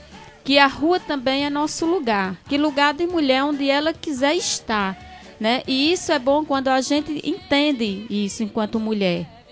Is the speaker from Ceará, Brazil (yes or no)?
yes; Ceará, Brazil; E a gente, enquanto cearense, a gente se orgulha muito, né?